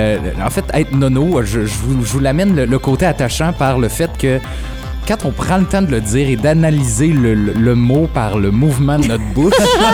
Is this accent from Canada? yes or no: yes; Quebec, Canada; De la façon que je le vois par chez nous, en Beauce